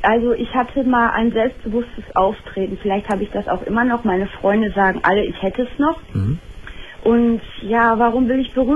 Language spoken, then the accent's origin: German; Hamm, North Rhine-Westphalia, Germany; born there; ich komme gebürtig aus Hamm-Westfalen